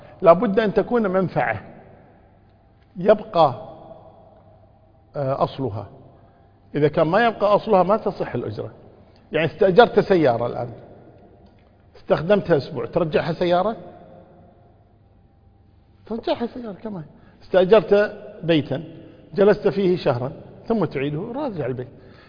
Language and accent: Arabic; Kuwait; سكنوا في بيت في عندنا في الكويت هنا في إحدى المناطق